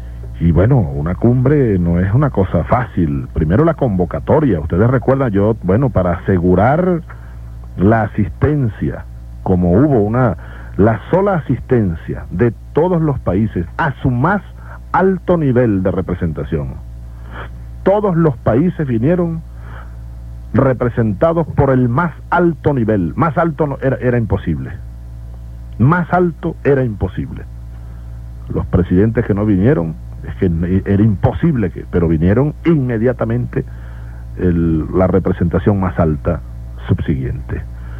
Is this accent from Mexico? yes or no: no; Venezuela; decirles al pueblo venezolano, a ustedes, hermanos, donde quiera que estén en este momento, hombres de mi pueblo, mujeres de mi pueblo, niños de mi pueblo